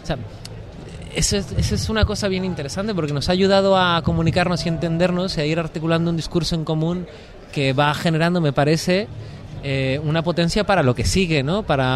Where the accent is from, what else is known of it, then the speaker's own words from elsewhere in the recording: Mexico; yo que vengo de México